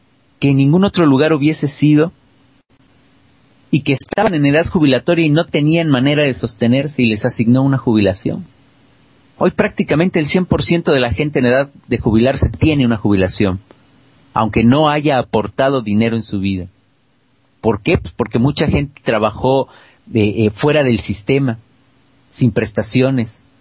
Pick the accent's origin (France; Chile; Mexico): Mexico; now in Argentina; Yo que soy un hijo de la crisis y que vengo de México, de un país en crisis, llegué a otro en crisis